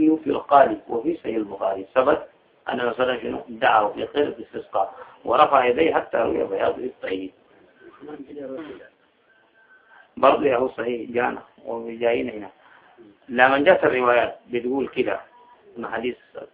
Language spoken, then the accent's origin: Arabic; Sudan; حسن عندنا في السودان ما عندنا ربيع